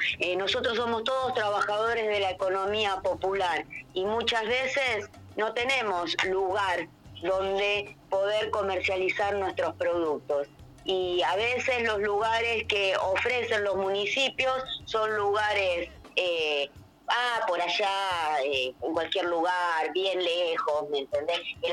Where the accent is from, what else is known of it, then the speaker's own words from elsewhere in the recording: Cosquín, Córdoba, Argentina; porque no solo somos de Cosquín